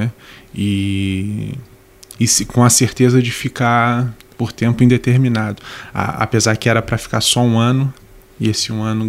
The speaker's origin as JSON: {"language": "Portuguese", "region": "Rio de Janeiro", "country": "Brazil", "tie": "born or raised there", "lives_now": "Portugal", "said": "nós crescemos no mesmo bairro no Rio de Janeiro."}